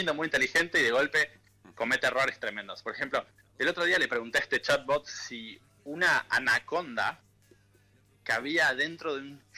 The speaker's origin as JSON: {"language": "Spanish", "town": "Tandil", "region": "Buenos Aires Province", "country": "Argentina", "tie": "born or raised there", "also_born_or_lived": "France", "moved": "as an adult", "lives_now": "London, United Kingdom", "said": "Sí, soy nativo de Tandil. Y hace estuve hasta los 22 años."}